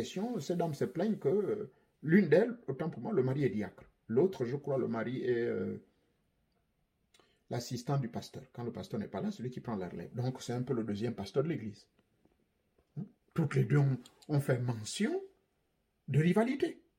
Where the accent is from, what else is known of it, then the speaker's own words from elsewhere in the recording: Gabon; chez moi, au Gabon